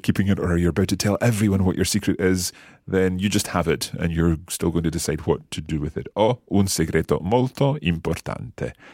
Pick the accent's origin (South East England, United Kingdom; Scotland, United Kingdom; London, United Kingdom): Scotland, United Kingdom; I think we've perhaps got in a slight advantage being Scottish because we roll our R's all the time.